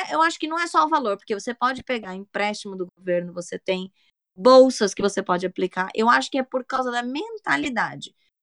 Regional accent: São Paulo, Brazil; aqui no Brasil, pelo menos da onde eu sou, de São Paulo

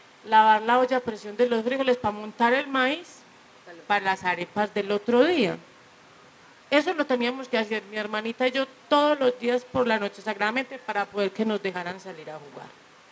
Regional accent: Medellín, Antioquia, Colombia; porque yo me crié en Manrique

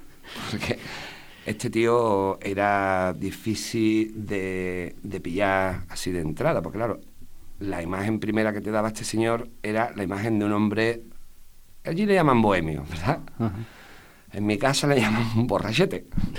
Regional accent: Spain; a nosotros los españoles, vamos a ser sinceros

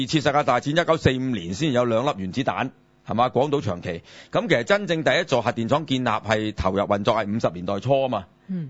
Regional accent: Hong Kong; 對於我哋香港人嚟講就比較陌生啲嘅，因為我哋比較少用暖氣。

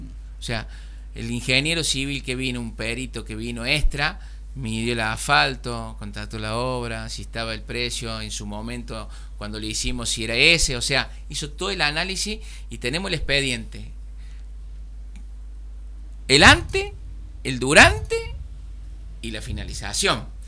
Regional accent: Saldán, Córdoba, Argentina; No, porque no va con nuestra enseñanza, con nuestra crianza. Nosotros Somos de Saldán, somos humildes, pero también somos hone

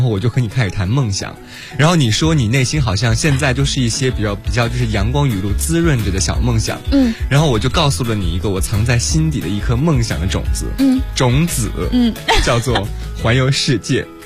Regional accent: Guizhou, China; 梯田是我家乡贵州很重要的一个特色。

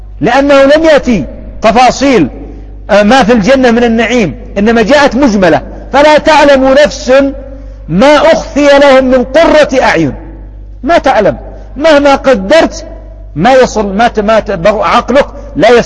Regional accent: Yemen; أو يطلب علم ها هنا عندنا في اليمن

